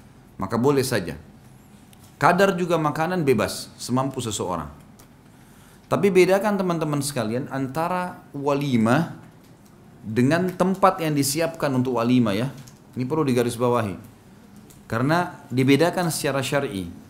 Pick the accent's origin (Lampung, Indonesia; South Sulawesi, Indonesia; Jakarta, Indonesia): South Sulawesi, Indonesia; Makassar; Saya orang Makassar. Makassar mengatakan undang mantu ya.